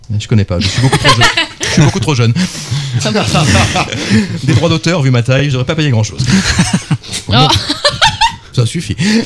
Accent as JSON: {"language": "French", "town": "Dunkirk", "region": "Hauts-de-France", "country": "France", "tie": "born there", "said": "Ce que je peux quand même vous dire, c'est que je suis né à Dunkerque."}